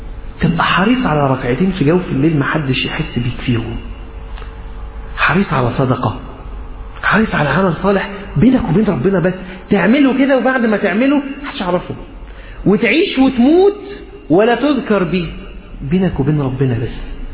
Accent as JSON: {"language": "Arabic", "country": "Egypt", "accent": "Egyptian", "said": "عارف لما احنا نقول حتى في لهجتنا المصرية كده أنا تعبان خالص"}